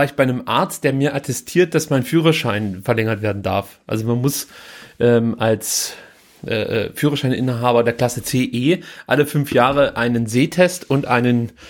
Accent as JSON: {"language": "German", "region": "East Germany", "country": "Germany", "said": "Ich komme aus der DDR, wir durften solche Filme nicht gucken."}